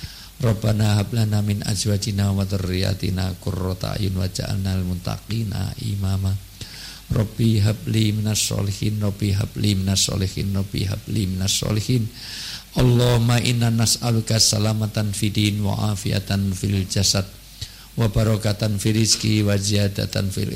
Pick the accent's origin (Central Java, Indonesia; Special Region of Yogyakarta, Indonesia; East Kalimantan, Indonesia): Special Region of Yogyakarta, Indonesia; Yogyakarta; saya pribadi dan selaku warga Jogja yang banyak meninggalkan Jogja, banyak di Jakarta, banyak di semuanya